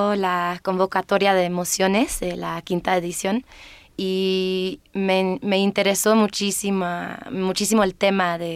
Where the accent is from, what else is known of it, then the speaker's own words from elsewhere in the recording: United Kingdom; Spanish is a second language; Ah, claro, sí, yo soy británica.